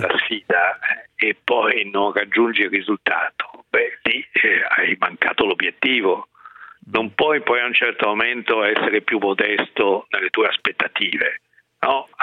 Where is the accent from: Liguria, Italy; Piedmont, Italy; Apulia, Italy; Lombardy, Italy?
Lombardy, Italy; Milan; lo dico da milanese